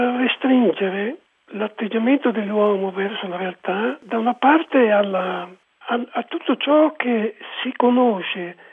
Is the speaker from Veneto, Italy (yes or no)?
no; Milan, Lombardy, Italy; quando io sono cresciuto a Milano, in un tempo in cui tutti parlavano in milanese, ricchi e poveri